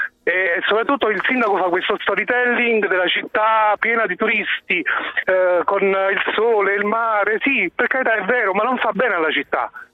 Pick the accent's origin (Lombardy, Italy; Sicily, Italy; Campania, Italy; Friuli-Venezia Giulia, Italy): Campania, Italy; Naples; now in Rome, Italy; io sono di Napoli, sì. E vivo a Roma ormai da 3 anni, però a Napoli torno spesso e la conosco benissimo.